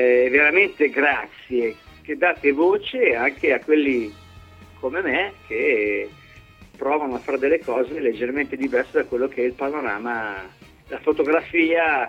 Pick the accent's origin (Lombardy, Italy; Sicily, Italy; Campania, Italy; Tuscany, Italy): Lombardy, Italy; Milan; sono milanese